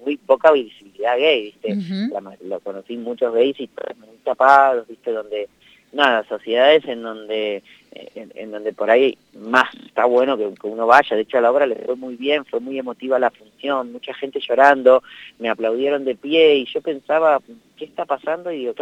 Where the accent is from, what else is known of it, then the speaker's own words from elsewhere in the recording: Buenos Aires, Argentina; no soy un pibe de barrio porque me mudé 20 veces, uh-huh. literal, pero sí soy porteño, he pasado por muchos barrios porteños.